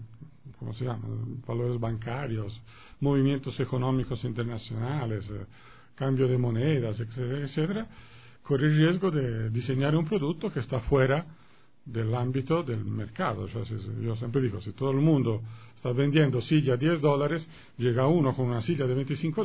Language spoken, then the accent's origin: Spanish; Florence, Tuscany, Italy; Spanish is a second language; Yo vuelvo y repito, soy italiano, soy florentino, nosotros tenemos en la ciudad un museo al aire abierto